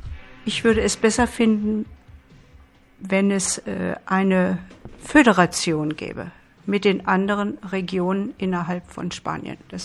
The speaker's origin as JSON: {"language": "German", "country": "Germany", "lives_now": "Catalonia, Spain", "said": "Ich bin nicht von hier, ich bin Deutsche. Ich lebe seit vielen Jahren hier, aber ich sehe mich auch nicht als Katalanin."}